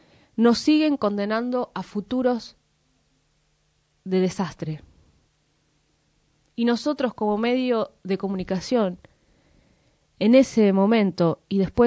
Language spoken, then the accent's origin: Spanish; Moreno, Buenos Aires Province, Argentina; eso que vivimos todos los morenenses, pero también quienes somos parte de Zona Oeste